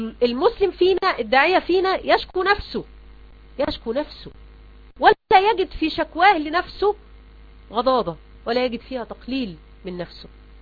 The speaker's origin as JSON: {"language": "Arabic", "country": "Egypt", "said": "زي كده ما بيقولوا منسوب ماء النيل عندنا في مصر لما ينزل يشكل خطر علينا"}